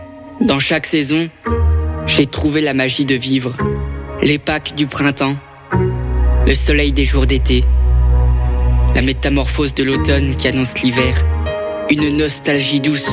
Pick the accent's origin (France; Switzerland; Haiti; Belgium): France; Grand Est; c'est là où j'ai grandi avec ma famille. Quoi, les Vosges, si je dis je viens pas des Vosges, c'est presque un suicide familial.